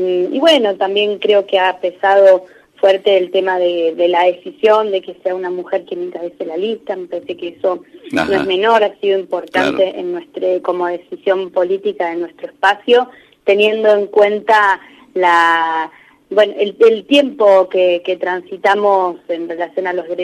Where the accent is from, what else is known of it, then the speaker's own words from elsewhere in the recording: San Carlos de Bariloche, Río Negro, Argentina; Después fui concejal de mi ciudad, acá en San Carlos de Bariloche, entre el 15 y el 19. Y actualmente soy representante del Ministerio del Interior en la provincia de Río Negro.